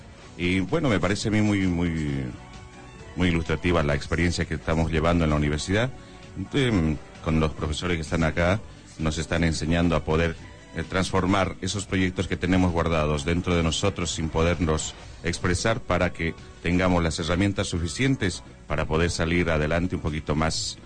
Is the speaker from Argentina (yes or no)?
no; Bolivia; bueno, yo también soy boliviano